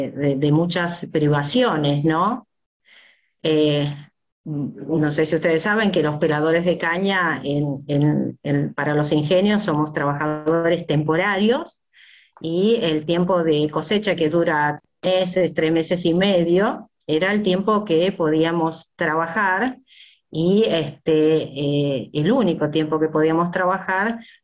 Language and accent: Spanish; Tucumán, Argentina; born there; yo nací en Tucumán, en la colonia de la Rinconada, el ingenio de la Fronterita, que es donde trabajaban